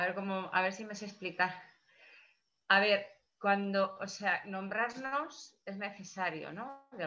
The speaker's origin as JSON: {"language": "Spanish", "town": "Madrid", "region": "Community of Madrid", "country": "Spain", "said": "Yo soy de Madrid, ¿eh?"}